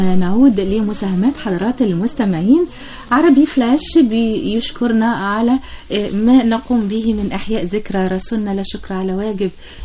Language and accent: Arabic; Port Said, Port Said Governorate, Egypt; أنا من بورسعيد، كل سنة وكل البورسعيدية بخير.